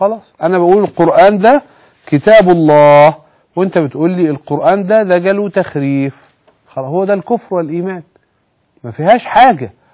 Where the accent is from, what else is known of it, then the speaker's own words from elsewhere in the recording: Egypt; عشان كده بقول إيه اللي استخدم بقى ضدنا كمصريين